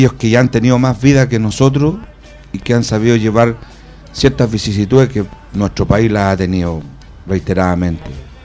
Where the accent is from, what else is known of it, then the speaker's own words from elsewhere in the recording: Puente Alto, Santiago Metropolitan Region, Chile; soy de Puente Alto, nacido, criado, estudiado, trabajado y enterrado los bajos de Mena, seguramente, puentealtino de todo corazón y amo mucho mi comuna